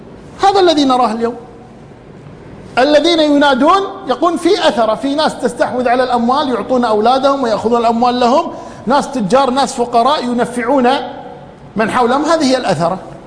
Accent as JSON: {"language": "Arabic", "country": "Kuwait", "said": "حتى اللي عندنا في الكويت"}